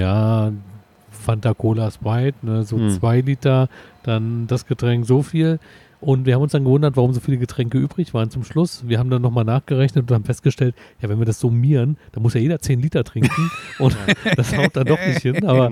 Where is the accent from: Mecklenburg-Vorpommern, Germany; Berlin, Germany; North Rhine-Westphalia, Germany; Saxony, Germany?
Berlin, Germany; Also als Berliner kenne ich die nur als Marienkirche.